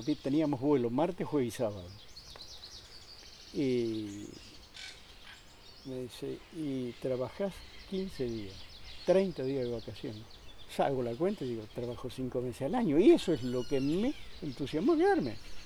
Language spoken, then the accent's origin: Spanish; Corrientes, Argentina; now in Buenos Aires, Argentina; Éramos como 40 muchachos que vinimos juntos del campo de Corrientes.